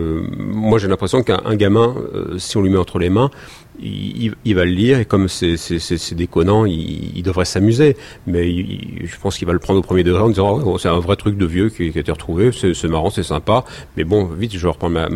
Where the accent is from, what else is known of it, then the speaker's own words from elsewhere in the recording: France; en tant que bon français